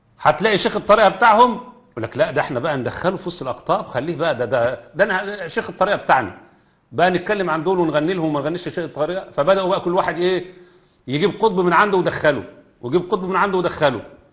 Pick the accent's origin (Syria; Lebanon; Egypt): Egypt; عندنا في مصر